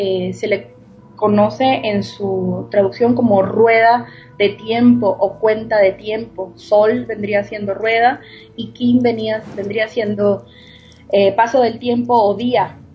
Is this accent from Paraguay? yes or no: no; Venezuela; now in Mexico; haciendo honra a las raíces, pues soy venezolana. Tengo aproximadamente unos 10 años radicando acá en México, felizmente.